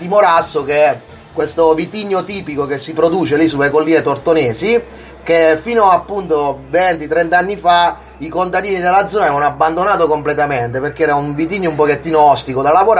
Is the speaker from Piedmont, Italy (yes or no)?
no; Foggia, Apulia, Italy; moved away; Io sono foggiano, sono già un immigrato già da 20 anni a questa parte